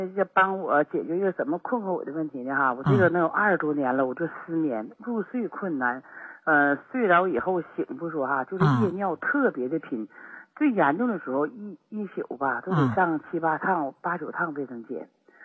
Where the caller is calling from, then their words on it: Shenyang, Liaoning, China; 哎，我是沈阳市的朋友。